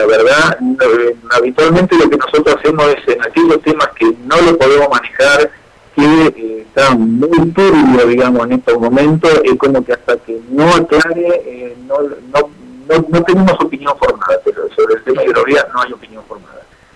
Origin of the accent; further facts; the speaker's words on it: Santa Fe, Argentina; decimos que somos santafesinos y que tenemos los ríos y demás